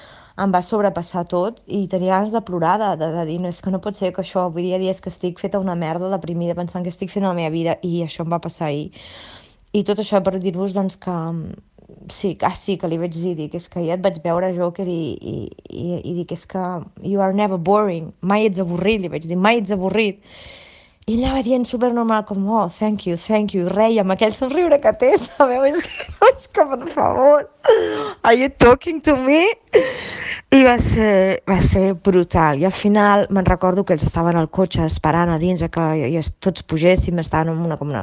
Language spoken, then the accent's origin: Catalan; Barcelona, Catalonia, Spain; Diu, d'on ets? Dic, de Barcelona.